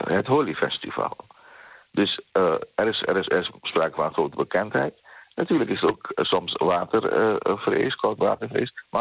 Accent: The Hague, South Holland, Netherlands; We leveren een bijdrage aan Den Haag. Wij zijn trotse Hagenaars.

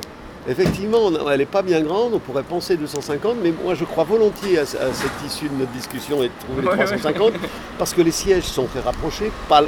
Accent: Pays de la Loire, France; moi je suis originaire de la Mayenne et je suis près d'une ville qui sonne bien au Québec

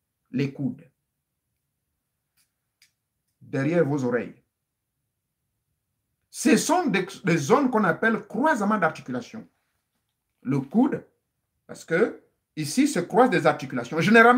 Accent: Gabon; Chez nous, en Gabon

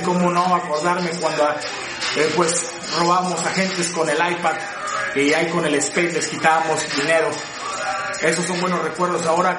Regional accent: Nuevo León, Mexico; yo soy pobre, soy del cerro de Chipinque. Ahí vayan, señores, para que vean cómo está el cotorreo

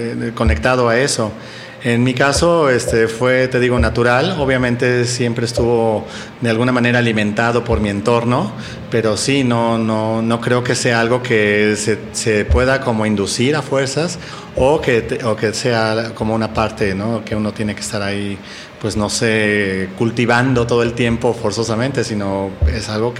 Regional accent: Coyoacán, Mexico City, Mexico; Yo mi infancia la crecí en Coyoacán.

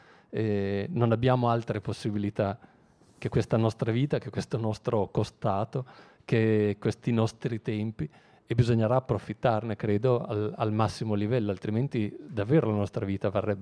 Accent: Emilia-Romagna, Italy; io vengo dall'Emilia, che è sempre stata una delle regioni trainanti da questo punto di vista

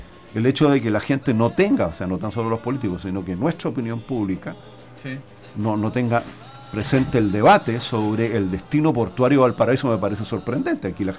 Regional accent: Buenos Aires, Argentina; yo creo que esos son los temas sobre los cuales nosotros podríamos, como porteños, interpelar

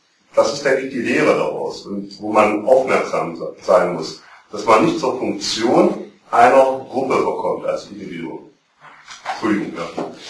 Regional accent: East Germany, Germany; ich bin im Osten aufgewachsen

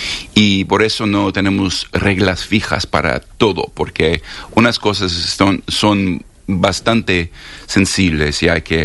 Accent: New York, United States; also born or lived in Berlin, Germany; Y yo dije, soy de Nueva York.

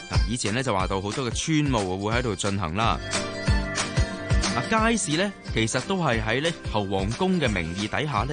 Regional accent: Hong Kong; 作为香港人，我哋当然咧系要熟悉自己居住嘅地方。

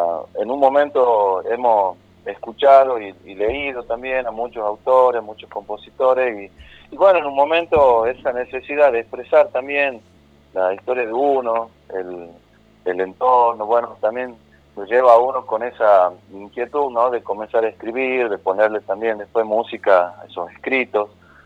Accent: Las Talitas, Tucumán, Argentina; Yo estoy viviendo en Las Talitas, me hemos radicado acá de pequeño, pero mi familia es oriunda de San Pedro de Colalao, entonces estamos también siempre conectados con lo que sería San Pedro de Colalao, el Valle, pero yo actualmente resido en Las Talitas, mi querida ciudad de Las Talitas.

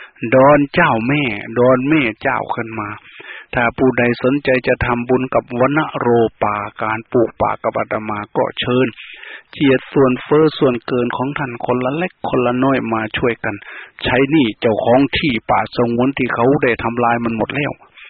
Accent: Phana, Ubon Ratchathani, Thailand; บ้านเกิดเมืองนอนบ้านพ่อเมืองแม่อาตมาอำเภอพนาจังหวัดอุบลราชธานีไปดูเถิดยังมีอยู่ทุกวันนี้

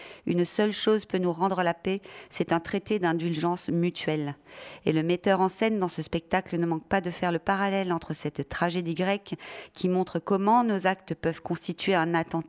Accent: France; Les images de la jungle de Calais nous hantent en tant que Français

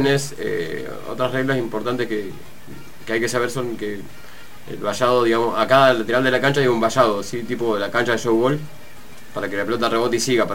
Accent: Mar del Plata, Buenos Aires Province, Argentina; De Mar del Plata.

